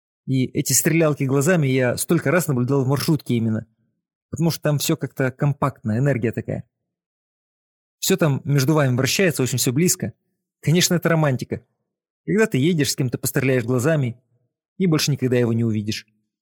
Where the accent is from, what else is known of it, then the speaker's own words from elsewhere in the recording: Chausy, Mogilev Region, Belarus; Я, белорус из маленького городка Чаусы, влияю на язык